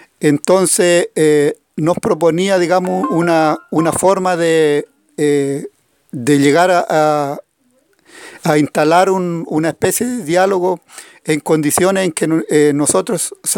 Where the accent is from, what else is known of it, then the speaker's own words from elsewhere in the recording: Huerqueno, Biobío, Chile; soy de Huerqueno, mensajero de las comunidades de la zona de Arauco.